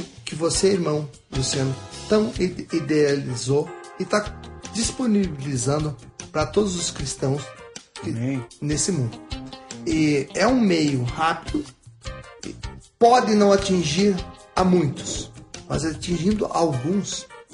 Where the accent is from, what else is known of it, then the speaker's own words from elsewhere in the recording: Rio Grande do Sul, Brazil; Gaúcho que estou aqui de passagem nesse mundo